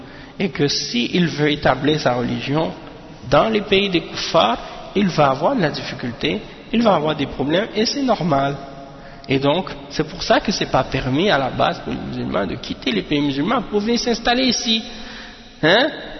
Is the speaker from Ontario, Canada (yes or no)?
no; Montreal, Quebec, Canada; born there; je suis né à Montréal, je ne connais même pas ces choses-là.